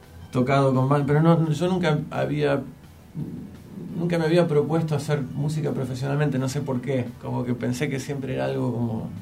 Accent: Berkeley, California, United States; en realidad yo crecí en Berkeley, pero que está ahí al lado

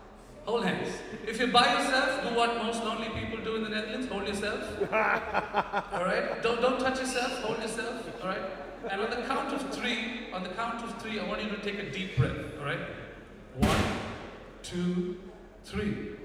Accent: India; because I'm from India and silence is gold.

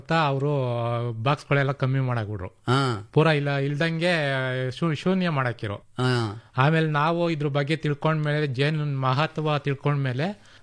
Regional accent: Doddaballapur, Karnataka, India; Sir, ಶ್ರಾವಣೂರಿಂದ ಬಂದಿದೀವಿ ನಾವು. ದೊಡ್ಡಬಳ್ಳಾಪುರ ತಾಲೂಕು, ಬೆಂಗಳೂರು ಗ್ರಾಮಾಂತರ.

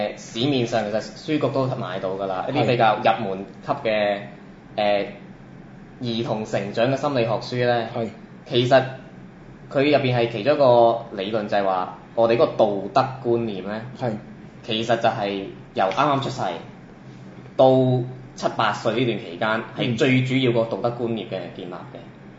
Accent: Guangdong, China; 咁我哋廣東人有一句說話，我覺得好直接啦

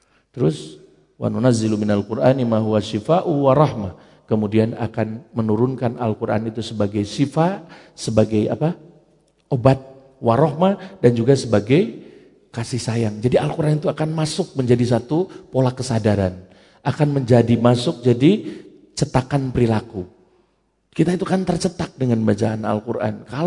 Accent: Parigi, West Java, Indonesia; Survei saya di Parigi ya, di tempat saya, di kampung saya, di Kidul gitu

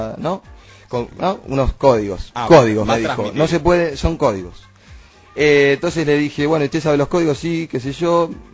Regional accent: Argentina; yo siendo argentino desconfío

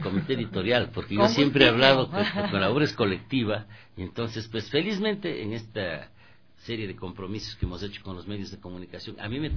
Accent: Ecuador; nosotros tenemos que sentarnos como ecuatorianos

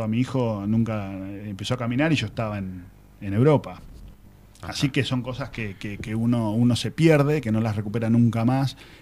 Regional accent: Tandil, Buenos Aires Province, Argentina; also born or lived in Río Cuarto; Tengo amor por Tandil, yo no soy de acá. Yo nací en Río Cuarto, en Córdoba. Uh-huh. Vine muy chiquito acá.

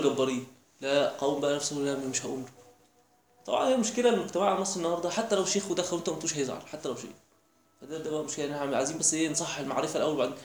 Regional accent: Egypt; احنا كمصريين الدنيا عندنا ابسط من كده

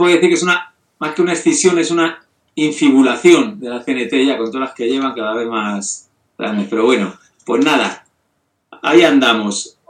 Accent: Santander, Cantabria, Spain; Si yo ya represento a Santander, que soy castellano, solo falta un vasco para tener todo el Cantábrico.

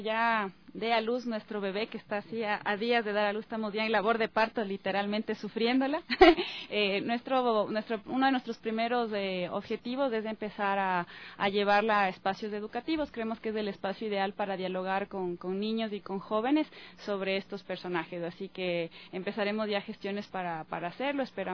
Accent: Ecuador; Para mí ha sido también como interesante como ecuatoriana volver a rever biografías

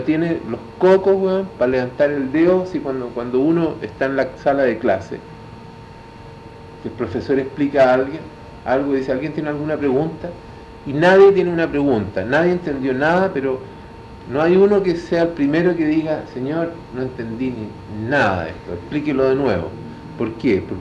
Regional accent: Chile; De esa picardía del chileno, ¿no? De los choros que somos, los buenos que somos los chilenos.

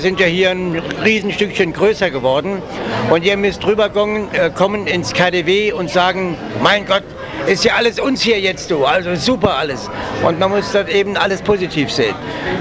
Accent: Trier, Rhineland-Palatinate, Germany; born there; ich bin ja in Trier geboren, das sind ja 100.000 Menschen

